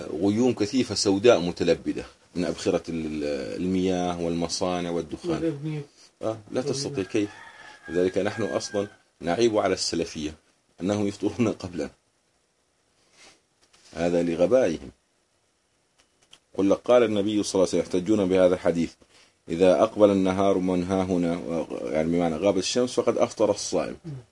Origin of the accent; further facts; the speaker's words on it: Jordan; عندنا في الصحراء في وادي رم، لأنه الجو صافي